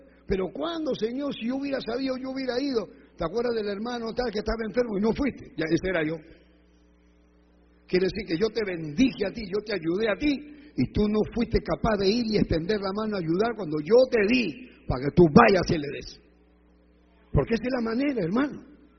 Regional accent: Peru; now in Ecuador; Yo podía haberme ido a Perú y dejado el Ecuador y vivir en el Perú, porque soy peruano

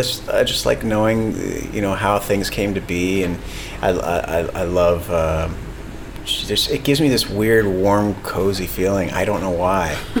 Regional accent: Boston, Massachusetts, United States; born there; I was born in Boston, Massachusetts.

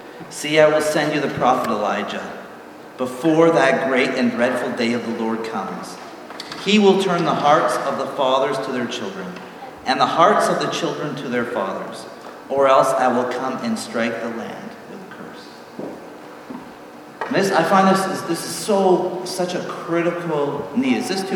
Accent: British Columbia, Canada; we're from Vancouver Island, and so we didn't quite go all the way across Canada.

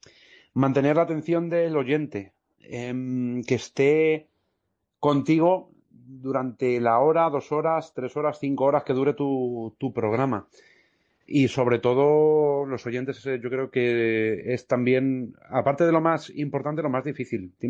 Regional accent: Móstoles, Community of Madrid, Spain; estuve colaborando en la emisora municipal de mi pueblo, de Móstoles.

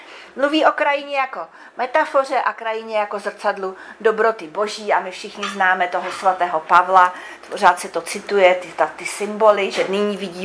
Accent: Vysočina Region, Czechia; Je to vlastně oblast okolo mé, nechci říct rodné vesnice, narodil jsem se v Porodnici, ale jako by vesnice, z které pochází rodina mého otce.

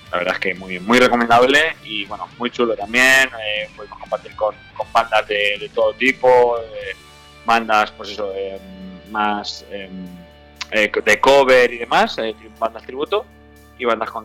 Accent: Manises, Valencian Community, Spain; nosotros somos los de Manises, excepción de Alex, que es el bajista. Somos la que de Manises

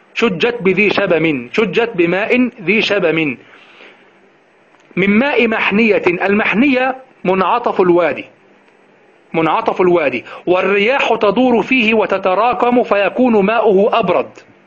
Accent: Egypt; تأتي التي عندنا في مصر تأتي من جهة الشمال، من جهة البحر

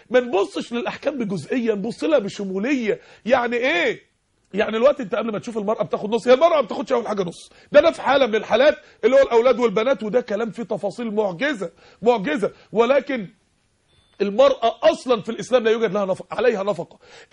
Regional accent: Egypt; عندنا في مصر 16 مليون عانس ومطلقه

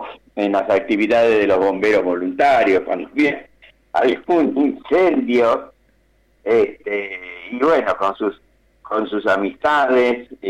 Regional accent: Cañuelas, Buenos Aires Province, Argentina; born there; Nosotros nacimos en Cañuelas. En la calle Libertad 673, donde hoy está el Banco Santander.

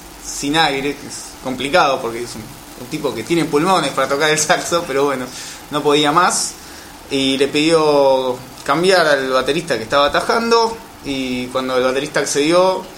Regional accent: Ramos Mejía, Buenos Aires Province, Argentina; Yo soy de Ramos y el baterista y el bajista también.

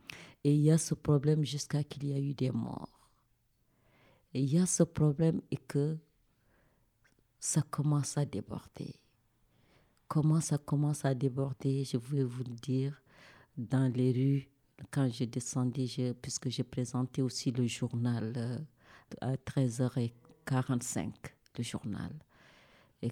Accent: Mauritania; Quoi qu'il puisse arriver, je suis une Mauritanienne, je devais rester jusqu'au le jour qu'on me dira que je ne suis plus Mauritanienne.

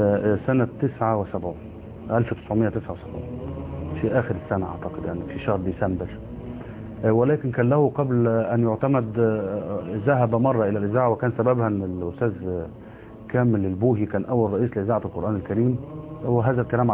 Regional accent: Kafr El Wazir, Dakahlia, Egypt; احنا قريتنا اولا اسمها كفر الوزير مركز ميت غمر محافظة الدقهلية،

